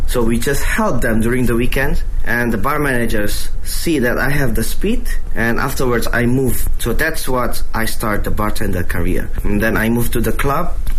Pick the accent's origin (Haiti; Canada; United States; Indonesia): Indonesia; born there; English is a second language; I was born in Indonesia.I'm originally Indonesian, but my father's have a background from south of China. So actually, my grandfather was born in Fuzhou.